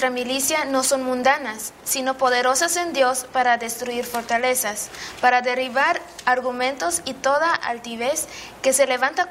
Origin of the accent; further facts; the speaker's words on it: Belize; estudio la licenciatura en Químico Clínico Biólogo y soy de Belice.